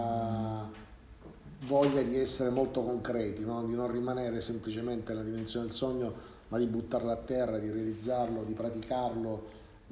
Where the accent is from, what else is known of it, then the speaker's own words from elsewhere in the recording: Sicily, Italy; io non avevo mai sentito parlare di lui, pur essendo siciliano